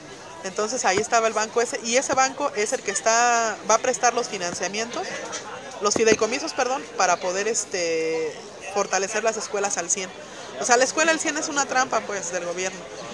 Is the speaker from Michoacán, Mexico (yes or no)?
yes; Michoacán, Mexico; Soy de Michoacán